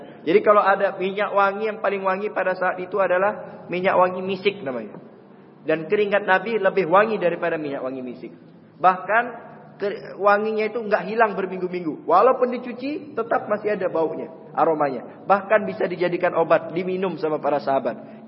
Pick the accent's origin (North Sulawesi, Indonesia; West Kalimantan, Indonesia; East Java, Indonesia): West Kalimantan, Indonesia; Pontianak; di tempat saya itu asli Pontianak, Kalimantan Barat sana, di Mempawah kurang lebih 1 jam dari tempat saya